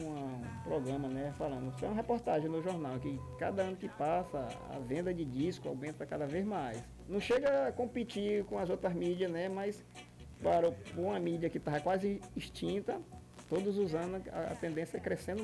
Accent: Timon, Maranhão, Brazil; A primeira vez que nós saímos de Timon foi Floriano.

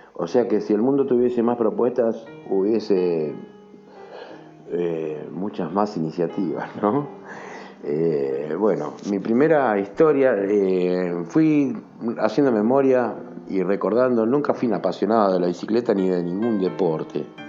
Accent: Buenos Aires, Argentina; soy un trompetista de Buenos Aires, radicado en Buenos Aires

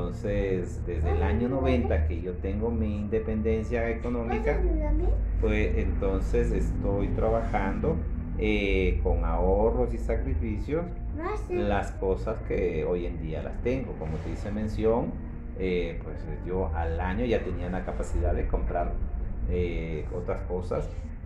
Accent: Ecuador; desde el año 2014 estuve ya planteado en que yo me venía para Ecuador, a mi tierra.

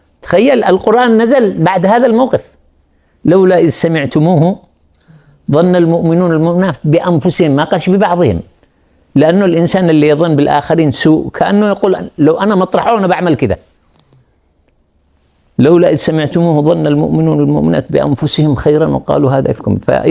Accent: Yemen; وأذكر لكم قصة عملية حصلت عندنا في اليمن

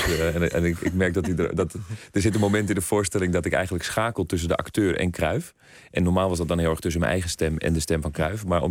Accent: Amsterdam, North Holland, Netherlands; Ik kom zelf uit Amsterdam, dus dat Amsterdamse zat er wel in, zeg maar al.

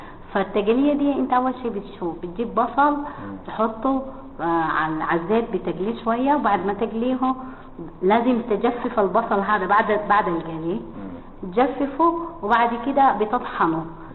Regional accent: Sudan; المطبخ السوداني من أجمل الأكلات بالنسبة لي أنا طبعا كسودانية وكسودانيين

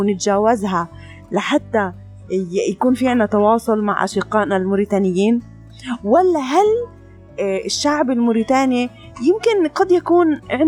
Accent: Palestine; كمان نقطة كتير أنا بحب أحكيها كفلسطينية

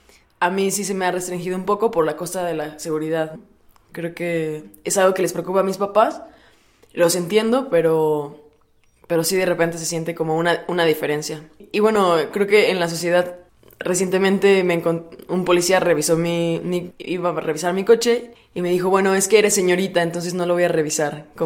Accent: Puebla, Mexico; soy de Puebla y tengo 23 años.

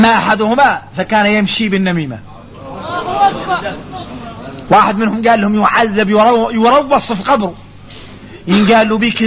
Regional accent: Mauritania; هذا كثير فينا احنا موريتاني

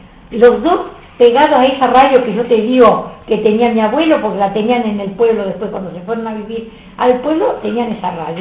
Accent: Centeno, Santa Fe, Argentina; also born or lived in Las Bandurrias; yo nací en Centeno, provincia de Santa Fe, ahí no teníamos radio. Y tampoco lo tuve hasta los 14, 15 años, que fue cuando nos fuimos a vivir a otro pueblito que se llamaba Las Bandurrias

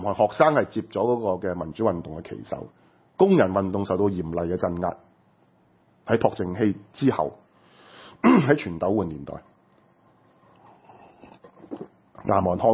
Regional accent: Hong Kong; 其他嘅嘢屬於我哋香港人高度自治

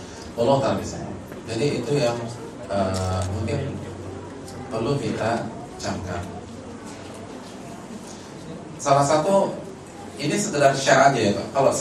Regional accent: Jabodetabek, Indonesia; karena saya kan dari Jabotabek

